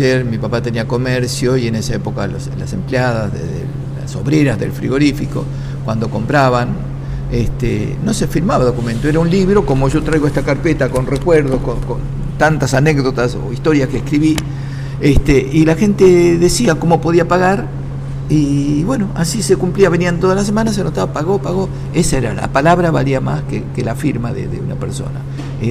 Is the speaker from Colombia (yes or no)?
no; Berisso, Buenos Aires Province, Argentina; now in La Plata, Argentina; Me crié en Berisso, mi infancia, mi adorada infancia con los amigos, toda la vida. Viví 25 años en Berisso y hace bastante que vivo en La Plata